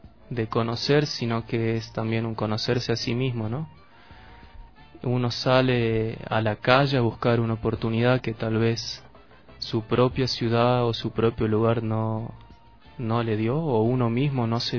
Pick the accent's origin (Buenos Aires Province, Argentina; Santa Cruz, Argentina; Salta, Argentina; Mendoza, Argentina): Salta, Argentina; La Caldera; salí de La Caldera, salí de Salta con un grupo muy querido de amigos de ahí del pueblo